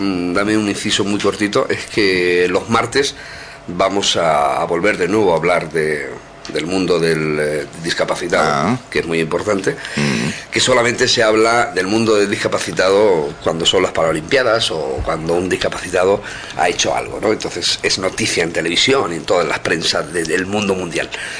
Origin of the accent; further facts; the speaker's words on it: Villarrobledo, Castilla-La Mancha, Spain; No es porque yo sea de allí, ¿no? Pero es un pueblo muy bonito, muy grande.